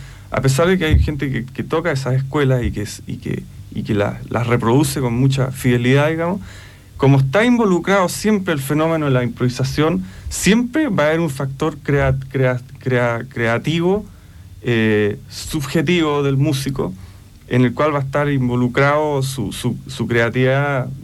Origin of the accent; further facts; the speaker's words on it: Chile; En este caso somos chilenos, somos cultores de un lenguaje actual de la música chilena